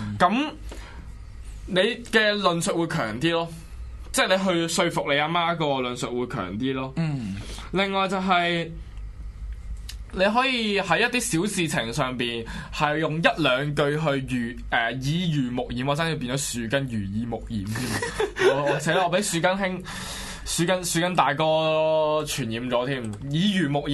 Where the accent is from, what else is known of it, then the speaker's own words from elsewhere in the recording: Hong Kong; 我覺得我們香港人真的比不上內地人了